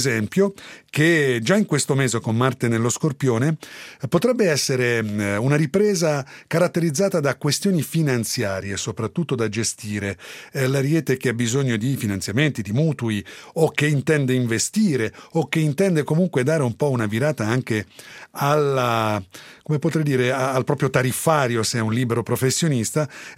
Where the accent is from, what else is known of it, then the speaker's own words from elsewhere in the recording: Tuscany, Italy; A settembre dal mio paese si dice l'uva matura e il fico pende, ma noi sai, siamo toscani.